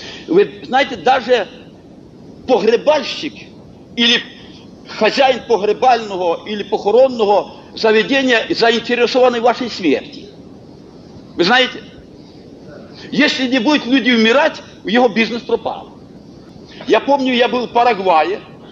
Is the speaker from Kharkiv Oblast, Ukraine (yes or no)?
yes; Kharkiv, Kharkiv Oblast, Ukraine; мы родом с Харькова, люди были рабочие